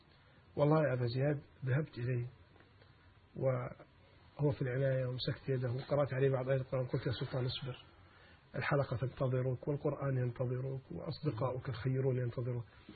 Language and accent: Arabic; Alexandria, Alexandria Governorate, Egypt; قد يكون مشهور عندنا في الإسكندرية